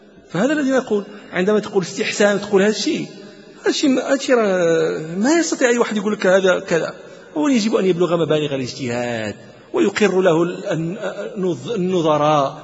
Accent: Morocco; والآن يدرس في عندنا في المغرب

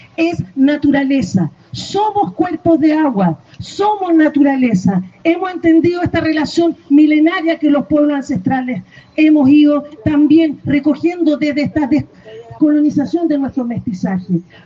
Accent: Chile; Sabrán que Chile, así como otro espacio, tenemos una crisis hídrica

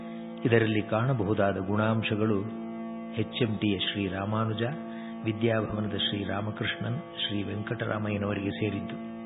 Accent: Mattur, Karnataka, India; ಈ ಶತಮಾನದ 2-3 ದಶಕದಿಂದ ನಮ್ಮ ಊರು ಹೊಸಹಳ್ಳಿ ಮತ್ತೂರಿನಲ್ಲಿ ಭಾರತವಾಚನ ವ್ಯಾಖ್ಯಾನ ಪದ್ಧತಿ ಪ್ರಾರಂಭವಾಯಿತು.

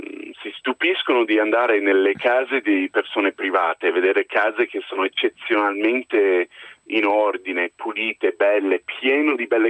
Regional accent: United States; now in Italy; Pur essendo americano, mi trovo molto bene, anzi a questo punto mi sento molto italiano dopo 15 anni qui.

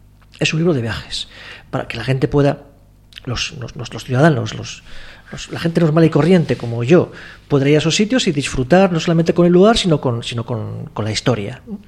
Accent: Spain; yo también soy español

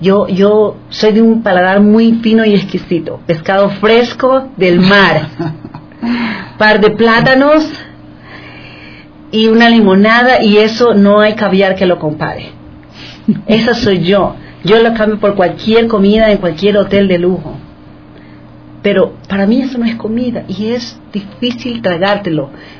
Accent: Ecuador; Yo soy ecuatoriana y cuando yo escucho mi acento, yo soy loca de ellos.

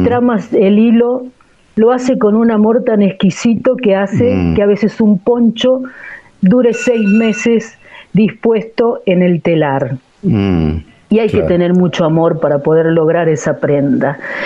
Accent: Catamarca, Argentina; also born or lived in San Juan; Soy catamarqueña.

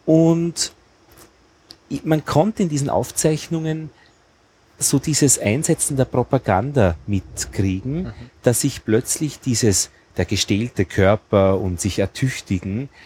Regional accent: Braunau am Inn, Upper Austria, Austria; Und aufgewachsen bin ich in die Schule gegangen in Braunau am Inn.

